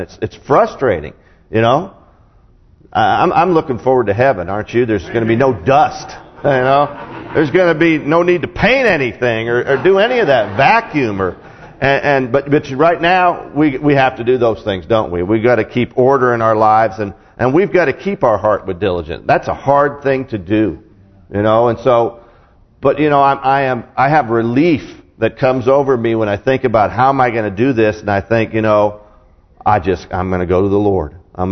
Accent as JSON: {"language": "English", "region": "West Coast", "country": "United States", "said": "All right, I'm from the West Coast, so I guess that's what we're supposed to be."}